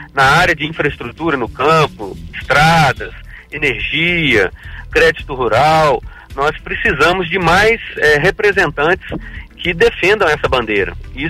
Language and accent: Portuguese; Minas Gerais, Brazil; now in Alfenas, Brazil; Moro em Alfenas, sou natural da Zona da Mata, da região ali próxima a Muriaé. E estou em Alfenas desde 2004